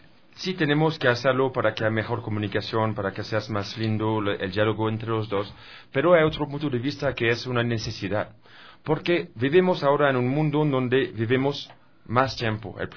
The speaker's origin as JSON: {"language": "Spanish", "country": "France", "second_language": "Spanish", "said": "es el caso en mi país también, en mi país que es Francia también"}